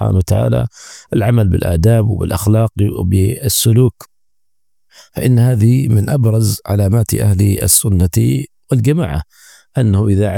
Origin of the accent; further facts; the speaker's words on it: Nigeria; فهذه كلمة مختصرة شارك فيها إخواني في بلادي نيجيريا